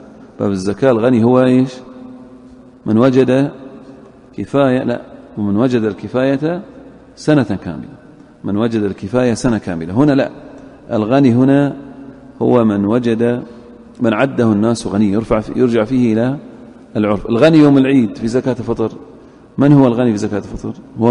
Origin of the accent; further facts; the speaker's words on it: Saudi Arabia; أهل الذمة اللي في عندنا في السعودية الآن